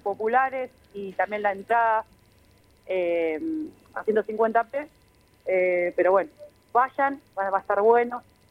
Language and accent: Spanish; La Plata, Buenos Aires Province, Argentina; somos una banda de La Plata, ¿sí? Somos una banda de cumbia.